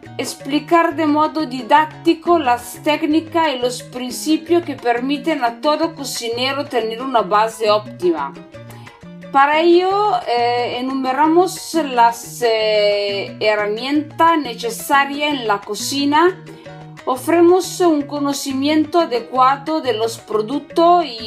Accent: northern Italy, Italy; Spanish is a second language; soy italiana, de Italia del Norte.

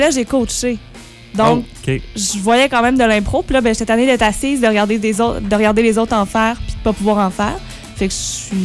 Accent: L'Assomption, Quebec, Canada; j'étudie à l'UQTR en enseignement du français au secondaire. Et je viens de l'Assomption, qui est une petite ville magnifique et chaleureuse et accueillante dans la Naudière, donc tout près de Montréal.

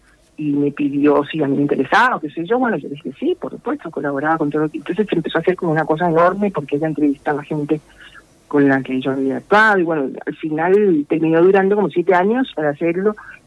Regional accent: Costa Rica; en Costa Rica, que es mi país de origen

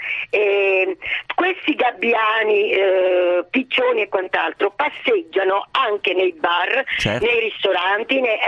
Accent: Salerno, Campania, Italy; io sono salernitana, nacqui in città di mare

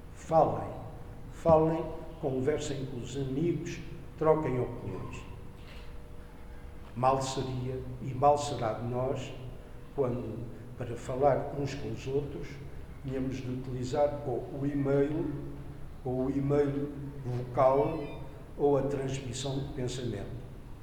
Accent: Lisbon, Portugal; born there; eu sou goês de coração e se calhar devia ter nascido aqui em Panjim e não em Lisboa

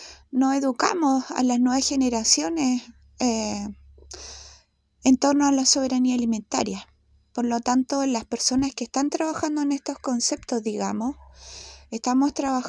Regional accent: Gualañé, Biobío, Chile

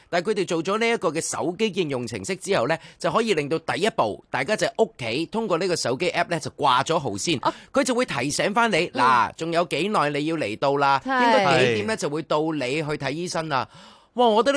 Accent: Hong Kong; 平時我哋香港人就話好鍾意排隊啦

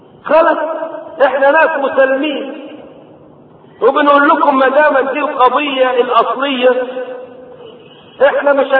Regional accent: Egypt; ضريح عندنا في مصر

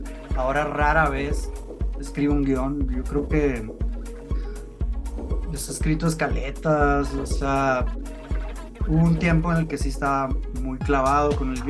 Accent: Hermosillo, Sonora, Mexico; Pues desde chico, yo soy de Hermosillo, Sonora

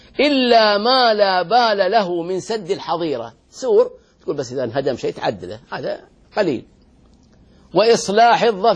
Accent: Al-Ahsa, Eastern Province, Saudi Arabia; ويسقى عندنا في الأحساء،

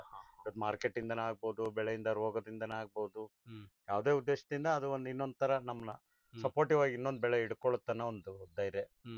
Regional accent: Dambralli, Karnataka, India; ಕೊಪ್ಪಳ ತಾಲೂಕು, ಕೊಪ್ಪಳ ಜಿಲ್ಲಾ.

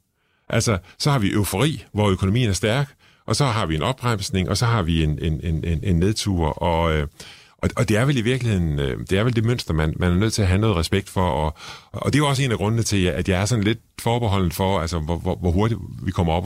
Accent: Struer, Central Denmark Region, Denmark; jeg kommer fra Struer, så har man noget kærlighed til den gamle virksomhed deroppe.

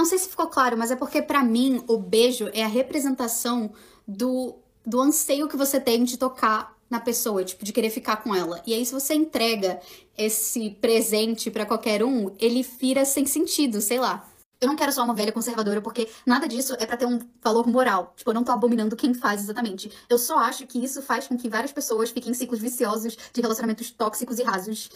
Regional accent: Belém, Pará, Brazil; Eu sou de Belém do Pará e lá praticamente não existe relação monogâmica.

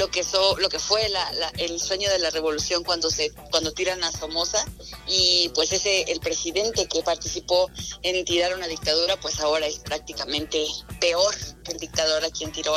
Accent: Tula, Hidalgo, Mexico; aquí en Hidalgo, bueno, de donde yo soy, de donde nací, en Tula

